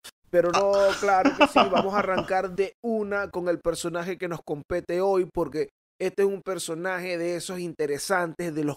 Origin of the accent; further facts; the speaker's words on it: Dominican Republic; como decimos allá en mi país, vale, en la hermosa República Dominicana.